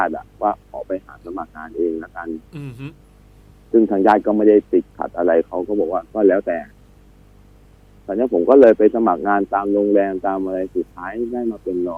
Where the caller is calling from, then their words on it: Bangkok, Thailand; ตอนนี้ผมอยู่พระราม3ครับ